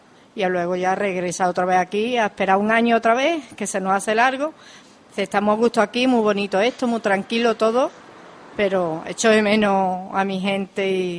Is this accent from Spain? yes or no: yes; Seville, Andalusia, Spain; born there; also born or lived in Utrera / Marismilla; No, yo nací en Sevilla, en el Balme. Viví en Utrera, de Utrera nos fuimos al Cortijo de la Señuela